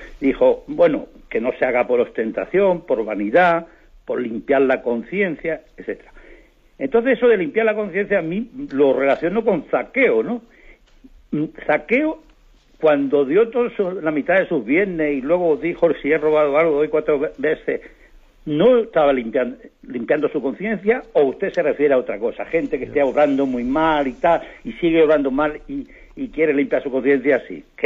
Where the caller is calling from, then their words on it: Tres Cantos, Community of Madrid, Spain; de Tres Cantos.